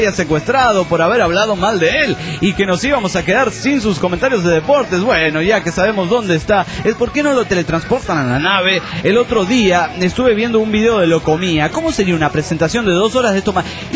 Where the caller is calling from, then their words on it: Trelew, Chubut, Argentina; de Trelew, Chubut, Argentina.